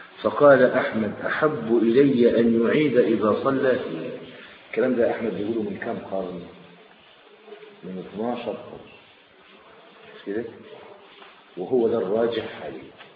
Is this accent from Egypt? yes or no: yes; Egypt; افضل الفرع عندنا في مصر واخر